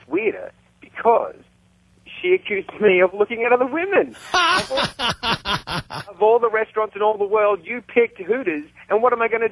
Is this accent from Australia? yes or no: yes; Australia; now in Hollywood, United States; I'm from Australia, but I've been seeing a girl here in Hollywood.